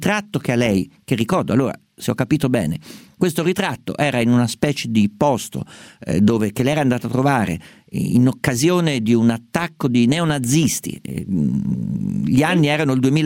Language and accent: Italian; Umbria, Italy; io sono umbro, somiglia un po' alle ceramiche di Deruta come colori e come tipo